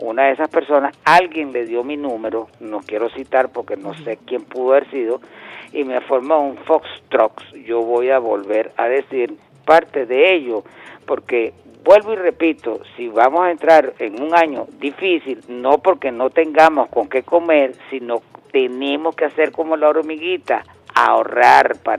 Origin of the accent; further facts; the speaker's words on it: Venezuela; Somos dignos, somos venezolanos, somos independientes, somos anti-yanqui y somos chavistas.